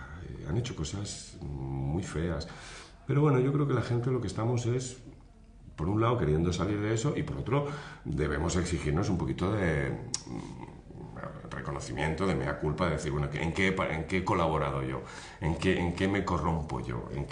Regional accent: Valencian Community, Spain; Sí, bueno, yo soy valenciano

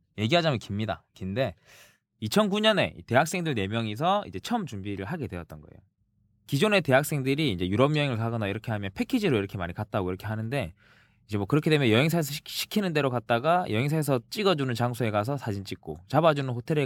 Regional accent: Jinju, South Gyeongsang, South Korea; 그 진주 출신의 진주남입니다.

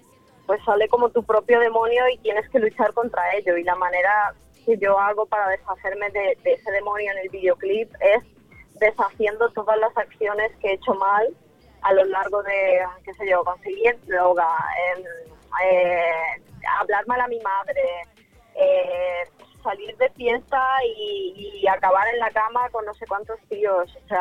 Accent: Ukraine; Yo, de hecho, tengo tatuado en la mano que soy de Ucrania. O sea, para mí, mi país, mi tierra es... No sé, yo formo parte de eso. Son mis raíces

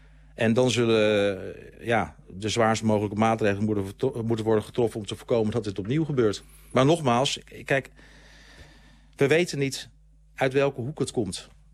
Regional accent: Groningen, Netherlands; Ik kom oorspronkelijk uit Groningen.

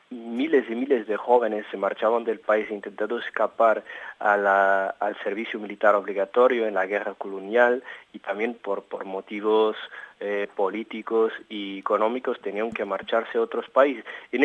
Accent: Portugal; Spanish is a second language; revolucionario en Portugal, la contrarrevolución, los aspectos más actuales de lo que pasa hoy en día en mi país.

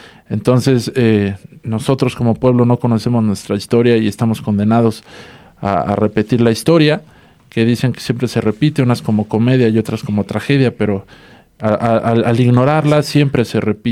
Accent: Mexico; el reto que vamos a tener como mexicanos

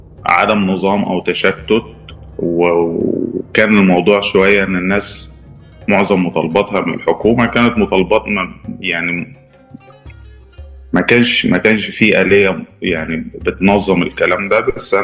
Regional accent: Aswan, Aswan Governorate, Egypt; born there; أنا اتولدت في مدينة أسوان جنوب الصعيد جنوب مصر، ويعني مدينة أسوان تعتبر الموطن بتاع النوبيين ما بعد التهجير.

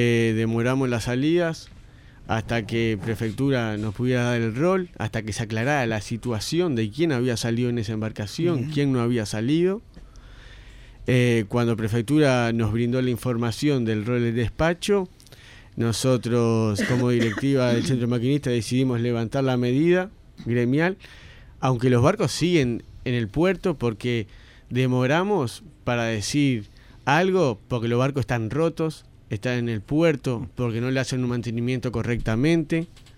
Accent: Montevideo, Uruguay; soy de La Teja también, claro, de Tres Ombúes, para ser más específico

